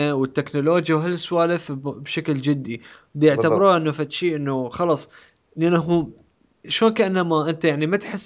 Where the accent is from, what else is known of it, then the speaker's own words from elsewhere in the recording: Iraq; بالعراق احنا عندنا بالعراق